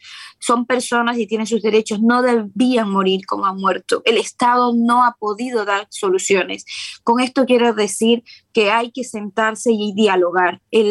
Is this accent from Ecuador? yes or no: yes; Ecuador; como ecuatoriana, como persona preocupada por su comunidad, por su país, que la vio nacer